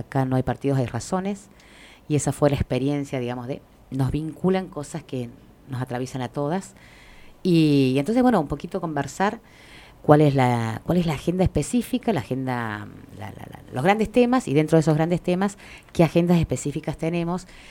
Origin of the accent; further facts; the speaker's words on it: Buenos Aires, Argentina; yo soy de Capital, de la ciudad de Buenos Aires.